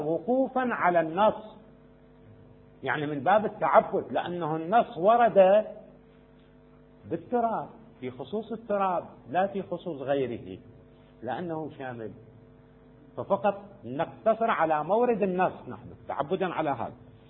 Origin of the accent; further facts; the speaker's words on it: Iraq; يوجد السدر عندنا في العراق كثير